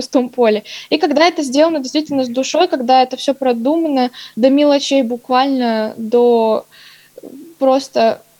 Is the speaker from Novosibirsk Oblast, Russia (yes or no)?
yes; Novosibirsk, Novosibirsk Oblast, Russia; своей родины, что я коренной житель Новосибирска.